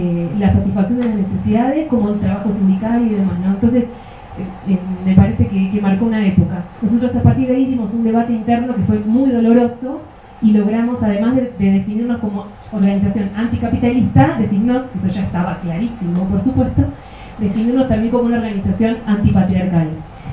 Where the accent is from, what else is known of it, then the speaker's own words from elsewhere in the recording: Argentina; por los cuales conserva su salud el movimiento de mujeres y su radicalidad en mi país. El primero es los encuentros nacionales de mujeres. No se puede hablar de movimiento de mujeres en Argentina sin eso.